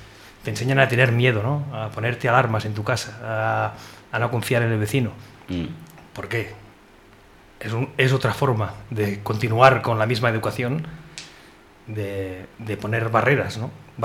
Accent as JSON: {"language": "Spanish", "region": "Catalonia", "country": "Spain", "tie": "born or raised there", "said": "Tú eres educación marroquí y yo soy educación catalana"}